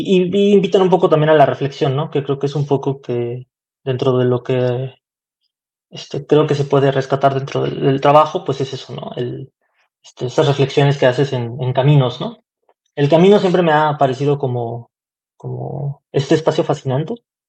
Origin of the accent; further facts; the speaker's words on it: Mexico City, Mexico; also born or lived in Xalapa, Veracruz; yo soy de la Ciudad de México, la mitad de mi vida, casi toda mi infancia la viví allá, y de ahí con mi familia nos venimos a Xalapa, Veracruz. Regresé a la Ciudad de México saliendo de la prepa para estudiar.